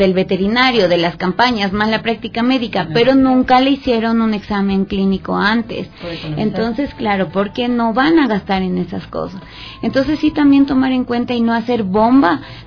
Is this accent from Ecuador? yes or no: yes; Ecuador; como somos buenos los ecuatorianos para echarle la culpa al otro de lo que yo no hago bien